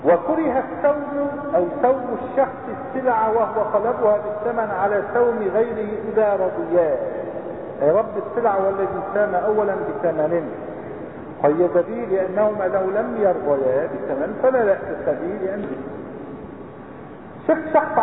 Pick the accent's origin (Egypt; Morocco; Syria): Syria; Aleppo, Aleppo Governorate; هلا عندنا بحلب